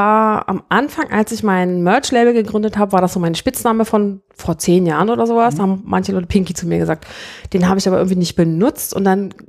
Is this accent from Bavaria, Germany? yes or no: no; Hildesheim, Lower Saxony, Germany; Nein, ich komme ursprünglich aus Hannover, also aus der Nähe von Hannover, aus Hildesheim.